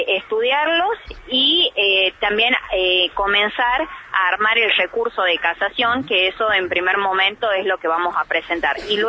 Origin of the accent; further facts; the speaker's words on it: Argentina; vos sabés cómo somos los argentinos